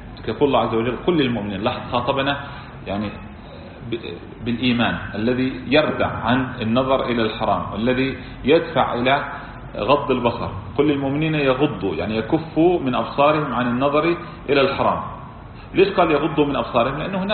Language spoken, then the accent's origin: Arabic; Kuwait; يعني مثلا عندنا في الكويت طريقة الناس هكذا